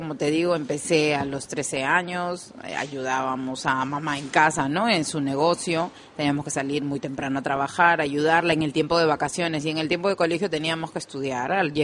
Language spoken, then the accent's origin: Spanish; Peru; now in Spain; Yo soy de Perú. Tengo ya casi 12 años viviendo en España.